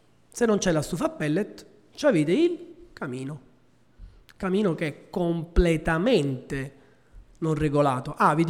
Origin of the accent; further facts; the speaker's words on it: Nola, Campania, Italy; Io vengo da Nola e ci sono mesi nei quali non si può respirare.